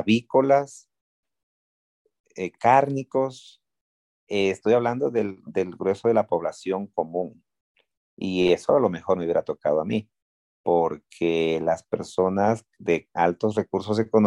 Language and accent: Spanish; Ecuador; also born or lived in Venezuela; La situación económica y política de Venezuela me hizo tomar esa determinación de mudarme a mi tierra, Ecuador